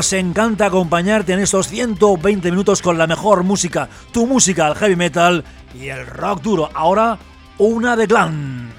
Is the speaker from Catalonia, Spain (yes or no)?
yes; Barcelona, Catalonia, Spain; soy de Barcelona.